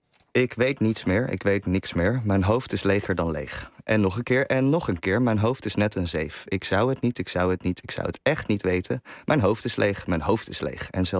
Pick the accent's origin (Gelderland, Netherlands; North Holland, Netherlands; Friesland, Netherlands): North Holland, Netherlands; Amsterdam; also born or lived in Limburg; Maar als je als Amsterdammer met kunstouders op een middelbare school waar iedereen maar normaal moet doen